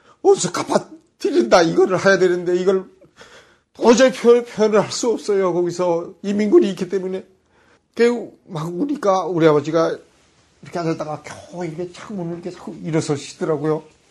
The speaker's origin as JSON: {"language": "Korean", "region": "Pyongan", "country": "North Korea", "said": "그 우리는 평안도 사람이니까 빈대떡을 잘하잖아요. 녹두 빈대떡."}